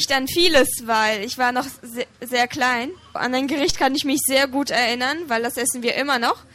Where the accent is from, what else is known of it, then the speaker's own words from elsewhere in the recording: Bremen, Germany; Höchstwahrscheinlich werde ich in Bremen weiterleben, weil das ist jetzt einfach meine Heimat. Ich bin hier aufgewachsen und ich möchte hier einfach nicht weg, weil hier sind alle meine Freunde und meine Familie.